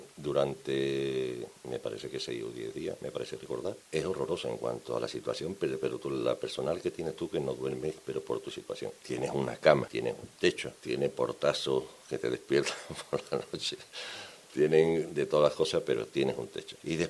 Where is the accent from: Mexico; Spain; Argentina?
Spain; Seville, Andalusia; now in Zaragoza, Spain; A mí cuando me preguntan por mi tierra nunca digo soy de Sevilla. Siempre digo soy de Andalucía, sevillano, de Triana, del Tardón.